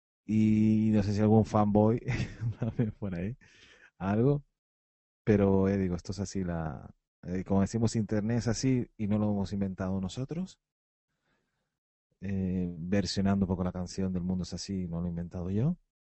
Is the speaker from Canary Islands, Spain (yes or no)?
yes; Canary Islands, Spain; como somos canarios, eso sí, lo de canarios no creo que nos hayan quitado de serlo.